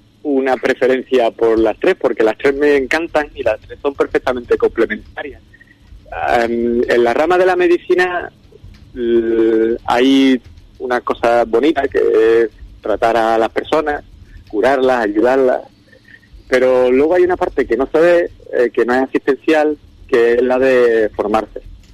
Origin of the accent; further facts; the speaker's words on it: Ubrique, Andalusia, Spain; moved away as an adult; also born or lived in Seville; yo salí de Ubrique en el 2000, Fui para Sevilla